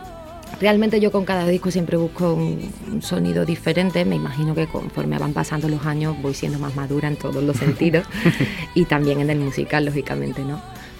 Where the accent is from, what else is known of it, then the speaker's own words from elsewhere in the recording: Cádiz, Andalusia, Spain; yo soy de Cádiz y mi tierra es muy pequeñita, no hay allí industria discográfica